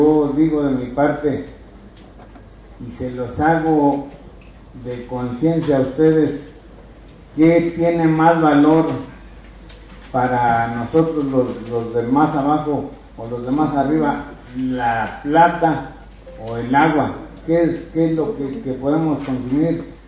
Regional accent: Ojo de Agua, San Luis Potosí, Mexico; vengo de la comunidad de Ojo de Agua, pertenezco al ejido del Salto y Anexo, en la Sierra de 14. Mi ubicación está a una altura de 2.382 metros sobre el nivel del mar

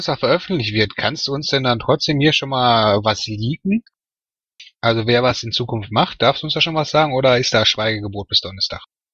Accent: Bochum, North Rhine-Westphalia, Germany; weil ich komme aus Bochum und wir haben das über Monate rein

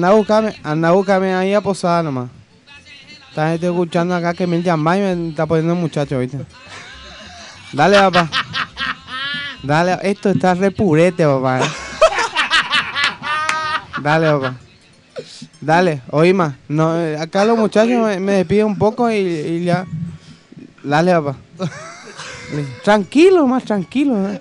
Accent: Yuty, Caazapá, Paraguay; Yo soy Yuté, departamento de Cazapá.

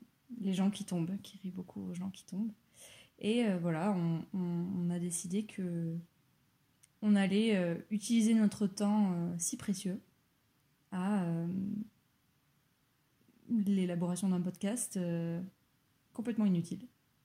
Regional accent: Pau, Nouvelle-Aquitaine, France; now in Toulouse, France; Je suis aussi originaire de Pau, j'habite à Toulouse avec Marion.

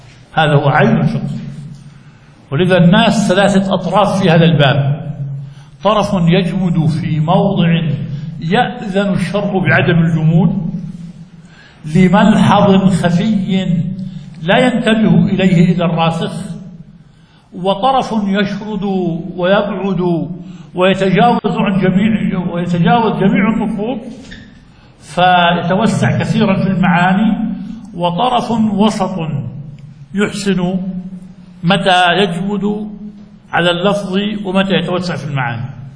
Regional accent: Jordan; وممن استفاد منها بلادنا الأردن

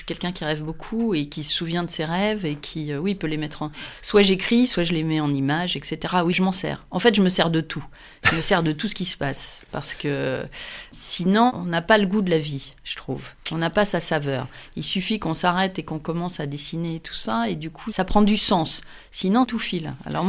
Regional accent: Moret-sur-Loing, Île-de-France, France; born there; also born or lived in Le Havre; parce que je suis née à Moret-sur-Loing. Donc, ouais. En fait, c'était aussi une terre de peinture

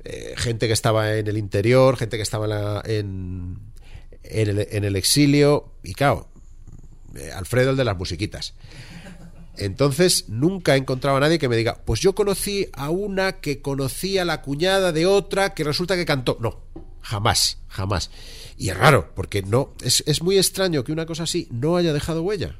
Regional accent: Valencian Community, Spain; somos valencianos y en pueblos como el mío de 500 habitantes tenemos una banda de música

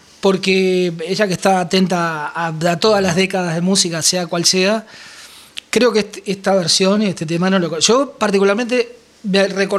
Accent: Uruguay; nos autoflagelamos un poco en Uruguay, ¿no?

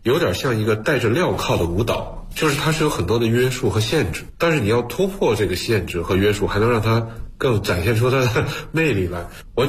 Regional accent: China; 我们中国人其实就是活在汉字里的

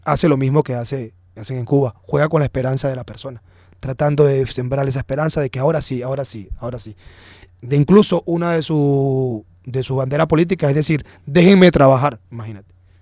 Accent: Venezuela; Somos venezolanos todos

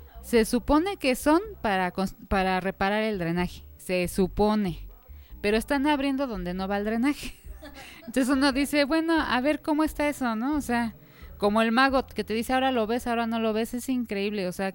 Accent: Xochimilco, Mexico City, Mexico; Nosotros somos de Xochimilco, originarios de Santa Cruz, Acalpizca.

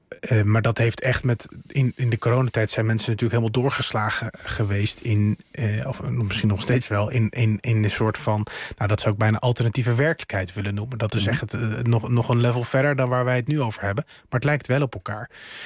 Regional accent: North Holland, Netherlands; Ja, weet je, ik kom uit het Gooi.

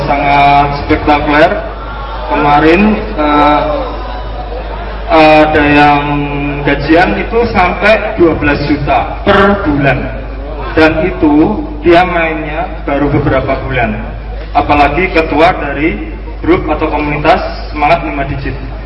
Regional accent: Kulon Progo, Special Region of Yogyakarta, Indonesia; Saya dari Serambi Madinah.

